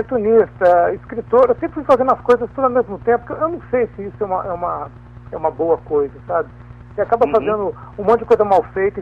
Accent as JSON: {"language": "Portuguese", "region": "Minas Gerais", "country": "Brazil", "moved": "yes", "lives_now": "São Paulo, Brazil", "said": "Eu sou de Minas, mas assim, eu moro em São Paulo, tem o quê? Um 30 anos já, muito tempo."}